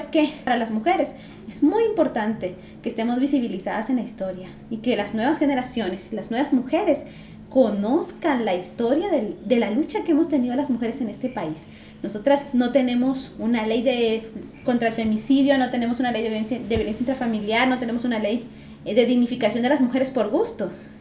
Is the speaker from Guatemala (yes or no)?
yes; Guatemala; como pueblo guatemalteco nos interesemos por ese proceso también